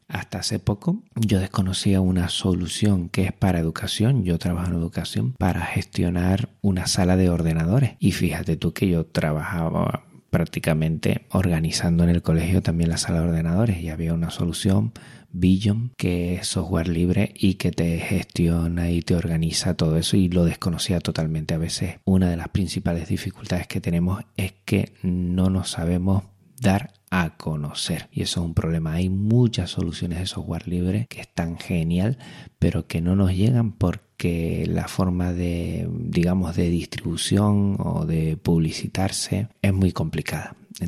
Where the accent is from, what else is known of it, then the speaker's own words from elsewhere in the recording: Canary Islands, Spain; accent: Canarian; Por mi acento me delata ya, pero entiendo que todos sabrán que soy canario.